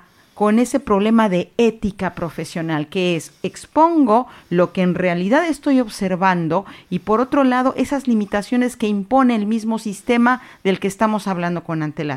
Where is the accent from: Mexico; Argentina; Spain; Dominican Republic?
Mexico; Yo soy de origen mexicano